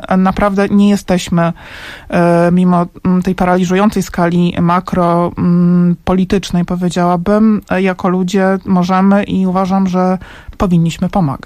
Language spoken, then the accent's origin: Polish; Warsaw, Masovian Voivodeship, Poland; ja jestem warszawianką i od początku tego kryzysu uchodźczego jestem aktywna